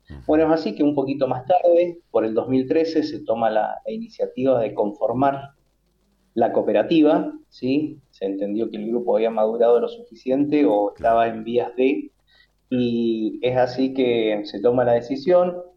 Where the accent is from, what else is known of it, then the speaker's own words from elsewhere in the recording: Mendoza, Argentina; porque somos del Valle de Uco